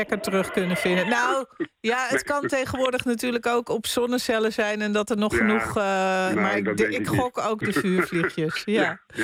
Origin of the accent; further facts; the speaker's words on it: North Holland, Netherlands; want ik ben opgegroeid aan de Zaan.